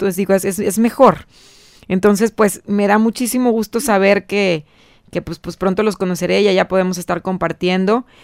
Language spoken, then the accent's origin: Spanish; Acapulco, Guerrero, Mexico; yo crecí en Acapulco, es haz de cuenta que tengo ahí todos mis recuerdos, adoro me encanta Guerrero